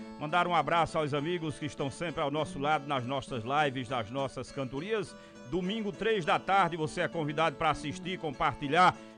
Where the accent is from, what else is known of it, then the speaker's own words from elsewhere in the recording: Piauí, Brazil; born there; O meu pai, seu Elísio, que tá lá no Piauí, lá no sítio Ambrósio, onde eu nasci, tá lá na casinha onde eu nasci.